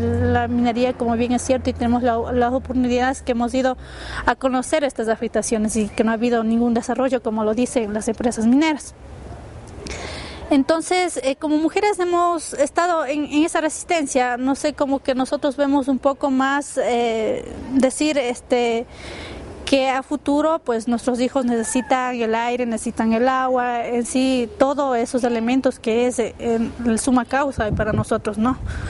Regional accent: San Luis de Pambil, Bolívar, Ecuador; vengo de la provincia de Bolívar, específicamente de la parroquia San Luis de Pambil, y bueno, obviamente donde vengo es de la comunidad Huagraurco.

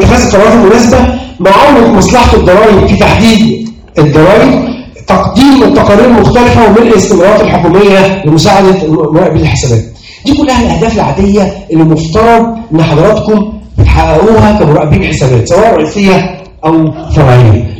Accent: Egypt; خلونا نتكلم عن المهنة عندنا في مصر

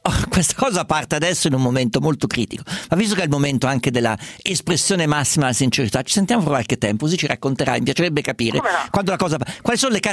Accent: Perugia, Umbria, Italy; Guarda, io vengo da Perugia, tesoro, io vengo da Perugia

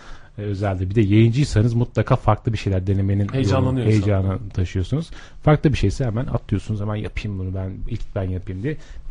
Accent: Erzurum, Turkey; Ben daha önce Erzurum'da görev yapıyordum ve Erzurumluyum.

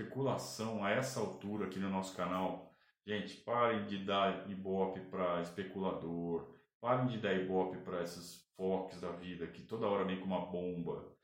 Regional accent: Sorocaba, São Paulo, Brazil; Eu falei de propósito, só de sacanagem, porque eu sou de Sorocaba, eu sei disso.

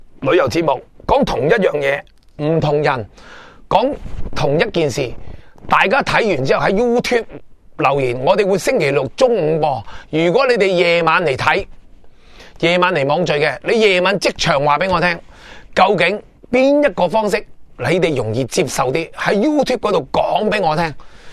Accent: Hong Kong; 即係我哋中国人嘅即係香港传统嘅精神

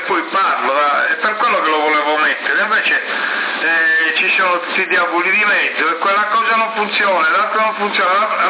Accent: Sardinia, Italy; sono della Sardinia, adelante

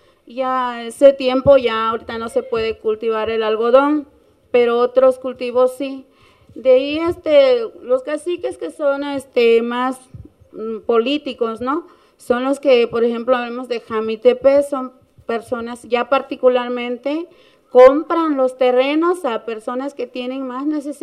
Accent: Tututepec, Oaxaca, Mexico; el municipio de Tututepe, que es de donde yo vengo

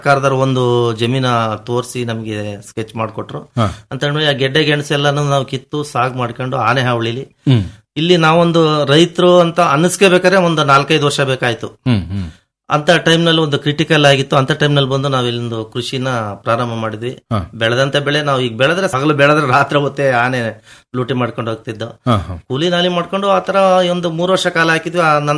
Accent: Arkalgud, Karnataka, India; ನಾವು ಮೂಲತಃ ಅರಕಲಗೂಡು ತಾಲೂಕ್ನವರು. ಅಲ್ಲಿ ಹೇಮಾವತಿ ಮುಳುಗಡೆಯಿಂದ ನಮ್ಗೆ ಇಲ್ಲಿ

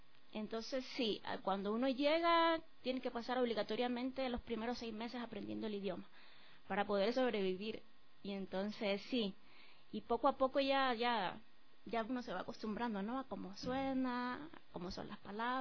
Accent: Cuba; now in Ecuador; Yo soy, yo nací en Cuba, sí, soy cubana y hace poco me tuve la dicha de también hacerme ecuatoriana, me hice la nacionalidad por naturalización, estoy casada con un ecuatoriano

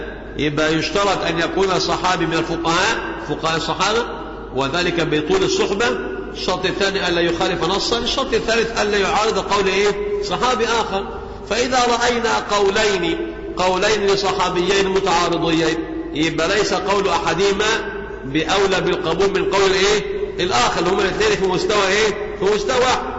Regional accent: Egypt; عندنا في مصر

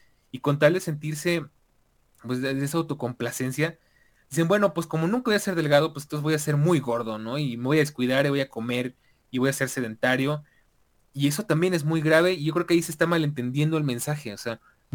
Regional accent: Mexico; como latinoamericanos y más como mexicanos

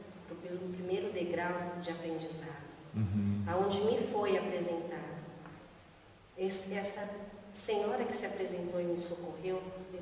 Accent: Brazil; also born or lived in Spain; Sim, minha família veio da Espanha, mas eu vim bebê. Nasci na Espanha, mas vim um bebê.

